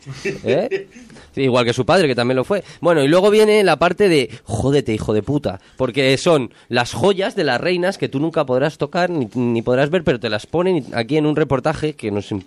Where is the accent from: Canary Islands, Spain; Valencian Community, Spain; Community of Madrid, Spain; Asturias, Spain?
Community of Madrid, Spain; Madrid; yo soy de Madrid, así que no sé